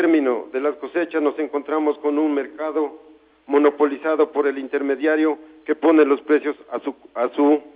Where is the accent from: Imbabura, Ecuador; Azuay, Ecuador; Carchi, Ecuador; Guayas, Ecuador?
Carchi, Ecuador; La Paz; presidente de la Asociación de Agricultores de la Parroquia La Paz. Ratifico, no soy de Montúfar, sino de la Parroquia de La Paz